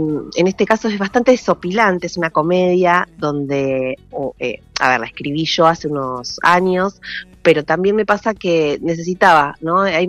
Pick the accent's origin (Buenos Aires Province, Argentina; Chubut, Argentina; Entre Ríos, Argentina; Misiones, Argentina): Buenos Aires Province, Argentina; Quilmes; yo soy actriz y dramaturga quilmeña, nací acá en Quilmes y hago mucho teatro acá hace más de 20 años.